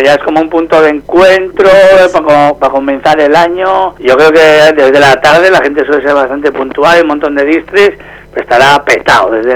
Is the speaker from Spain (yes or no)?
yes; Zarautz, Basque Country, Spain; somos un grupo de 6 amigos y amigas aquí de Zarauz